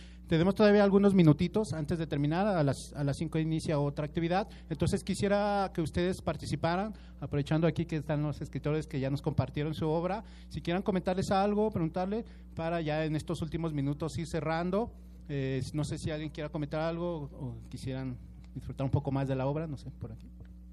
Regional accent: State of Mexico, Mexico; yo como soy del municipio de Catepec, Estado de México

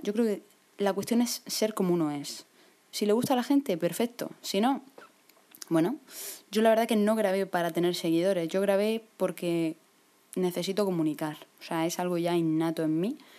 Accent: Murcia, Region of Murcia, Spain; pues soy de Murcia, mido 1,69

